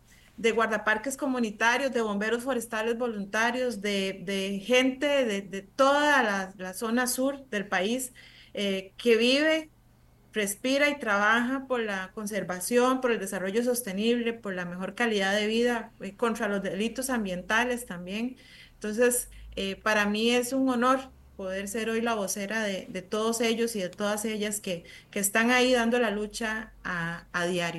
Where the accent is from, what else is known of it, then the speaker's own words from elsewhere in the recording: Pérez Zeledón, San José, Costa Rica; somos coterráneos, los dos somos de Pérez Zeledón, nos conocemos hace muchos años.